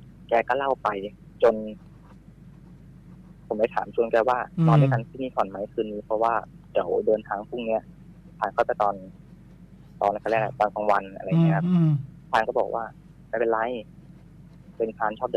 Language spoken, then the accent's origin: Thai; Bangkok, Thailand; ต้องบอกก่อนว่าผมเป็นคนกรุงเทพใช่ไหมครับ